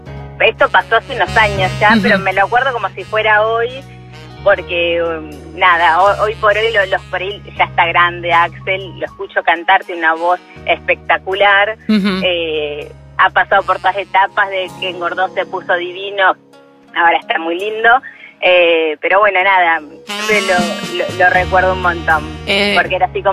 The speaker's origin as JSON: {"language": "Spanish", "town": "Cañuelas", "region": "Buenos Aires Province", "country": "Argentina", "said": "De Cañuelas."}